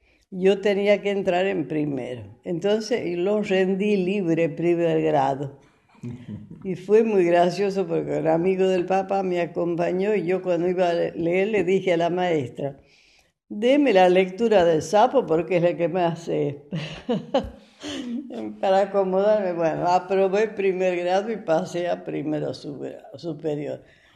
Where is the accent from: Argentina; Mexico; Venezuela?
Argentina; La Jarilla; also born or lived in La Rioja; Yo nací en La Rioja porque mis padres vinieron de vacaciones a la capital y ahí nací yo, el primero de febrero. Después volví y seguí viviendo en La Jarilla